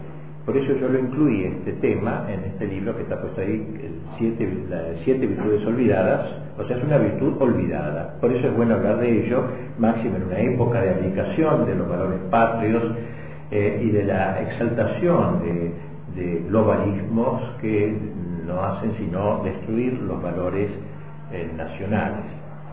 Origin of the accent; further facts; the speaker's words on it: Argentina; Yo soy argentino porque nací en un suelo determinado.